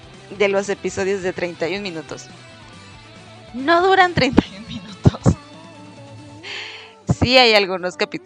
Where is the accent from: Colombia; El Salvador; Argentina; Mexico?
Mexico; Yo soy de México, no tengo nada que ver con Chile. Yo soy de México